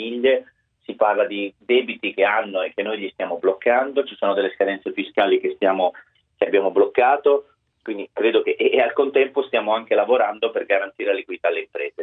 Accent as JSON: {"language": "Italian", "region": "Lombardy", "country": "Italy", "said": "io da Lombardo da un paio di settimane chiedo molta rigidità"}